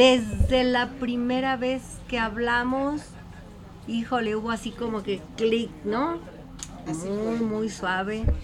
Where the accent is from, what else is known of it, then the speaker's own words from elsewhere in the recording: Guadalajara, Jalisco, Mexico; Hijo, yo soy de aquí, de Guadalajara, Jalisco, y nací en el barrio de Santa Tere. Nací en la calle de Ramos Millán, en casa con doctor y partera.